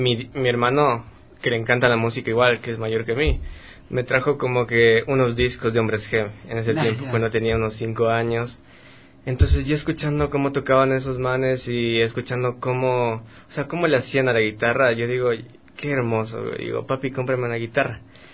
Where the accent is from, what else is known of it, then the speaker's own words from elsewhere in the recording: Machachi, Pichincha, Ecuador; porque yo vengo de Machachi.